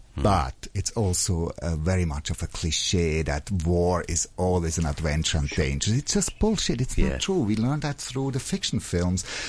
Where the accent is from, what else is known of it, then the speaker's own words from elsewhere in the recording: Switzerland; Yeah, and I'm coming from Switzerland.